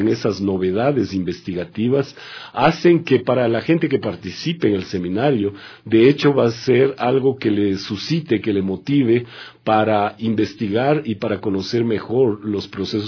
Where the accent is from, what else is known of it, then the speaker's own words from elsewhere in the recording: Ecuador; now in Brazil; dado que soy ecuatoriano de origen